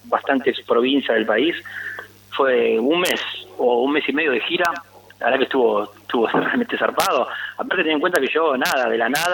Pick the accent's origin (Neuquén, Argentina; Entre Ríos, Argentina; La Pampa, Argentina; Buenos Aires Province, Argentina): Buenos Aires Province, Argentina; Pablo Podestá; Yo soy oriundo de Pablo Podestá, partido 3 de febrero.